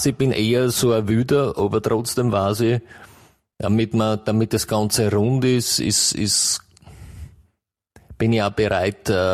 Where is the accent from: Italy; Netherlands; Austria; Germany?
Austria; Botendorf; Ich bin aus Botendorf.